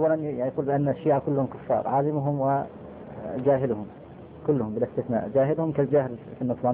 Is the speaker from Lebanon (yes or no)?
no; Kuwait; أحد طلب العلم عندنا في الكويت